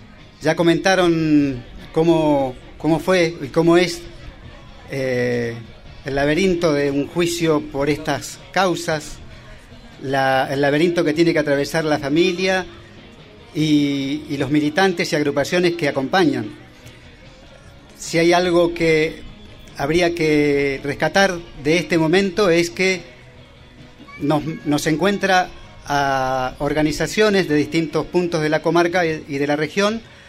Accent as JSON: {"language": "Spanish", "region": "Chubut", "country": "Argentina", "said": "ya que venimos del noroeste del Chubut"}